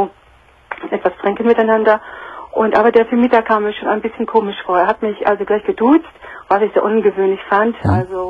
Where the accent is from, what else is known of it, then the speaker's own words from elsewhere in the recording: Northern Germany, Germany; moved away; weil ich jedes Jahr in meine Heimat fahre, nach Norddeutschland, da komme ich her.